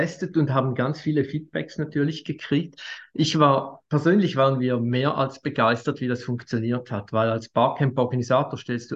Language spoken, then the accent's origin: German; Eastern Switzerland, Switzerland; Ich bin aus der Ostschweiz